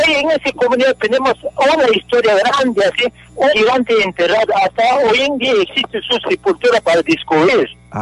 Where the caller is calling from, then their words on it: Moquegua, Peru; also born or lived in Puno; Estoy llamando de Moquegua.